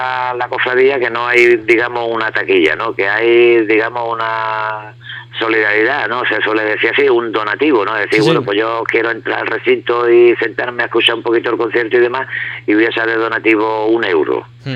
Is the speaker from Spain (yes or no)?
yes; Marbella, Andalusia, Spain; Y bueno, Marbella, porque yo soy de aquí, de Marbella, y la banda de Marbella, aunque seamos nosotros de San Pedro